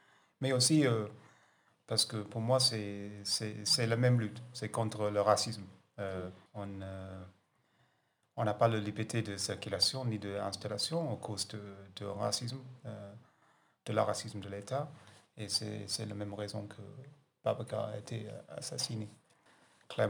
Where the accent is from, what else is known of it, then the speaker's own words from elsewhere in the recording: Brighton, South East England, United Kingdom; French is a second language; je viens de Brighton.